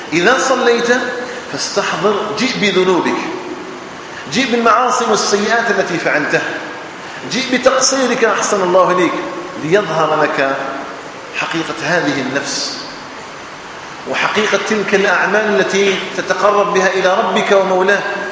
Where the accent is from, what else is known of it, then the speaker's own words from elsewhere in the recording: Algeria; اللهم اجعل بلدنا الجزائر آمنا مطمئنا وسائر بلاد